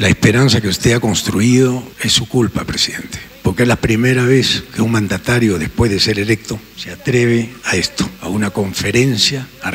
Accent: Peru; Señor presidente, vengo desde Perú y lo conozco gracias a las redes sociales. En mi país el silencio ha sido cómplice

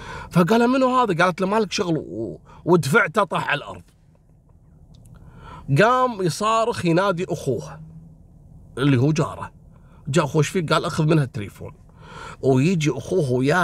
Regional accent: Kuwait; accent: Kuwaiti; بلهجتنا الكويتية

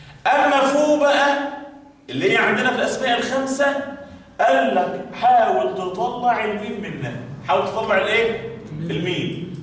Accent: Kafr El Sheikh Governorate, Egypt; احنا عندنا في كفر الشيخ اقول لكم افشكوا سر عندنا

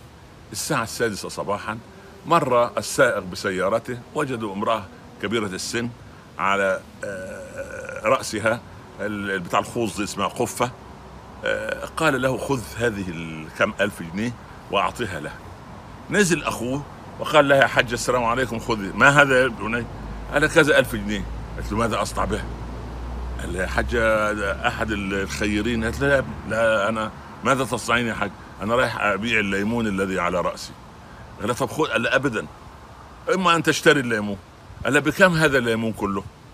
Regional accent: Upper Egypt, Egypt; او الفلاح عندنا في الصعيد

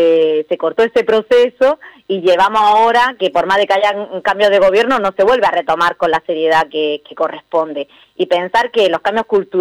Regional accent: Andalusia, Spain; now in Viedma, Argentina; pero yo, bueno, soy andaluza y hace casi más de ya, nueve años hace que estoy acá en Viedma.

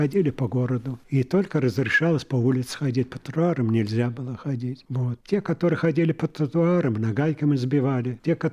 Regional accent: Riga, Latvia; Я родился в Латвии, в городе Риге. Учился в еврейской школе, окончил 5 классов.

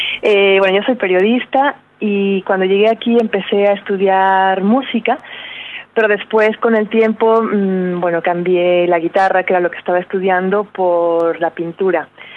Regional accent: Nueva Rosita, Coahuila, Mexico; moved away as an adult; now in Madrid, Spain; yo vengo de México, de un pequeño pueblito al norte que se llama, bueno, pueblito no, que si me oyen me van a matar, es una ciudad, pero es pequeña, se llama Nueva Rosita en el estado de Coahuila. Y bueno, llegué a Madrid hace ya un poquito más de 17 años.

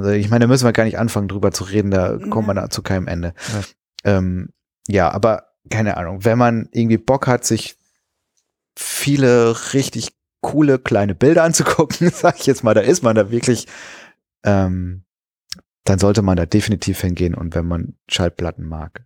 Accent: Kreuztal, North Rhine-Westphalia, Germany; In meiner alten Heimat, da wo ich herkomme, da war der auch zu Hause im Übrigen, der Friedrich Flick. In Kreuztal heißt der Ort

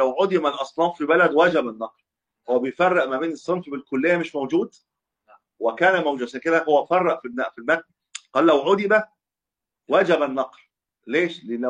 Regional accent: Cairo, Cairo Governorate, Egypt; يعني أنا من أهل القاهرة بخرج في القاهرة

